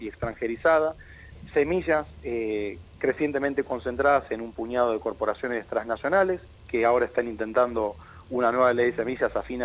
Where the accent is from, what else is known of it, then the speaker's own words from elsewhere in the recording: Argentina; un país netamente urbano como es Argentina, 92% de nuestra población vive hoy en pueblos y ciudades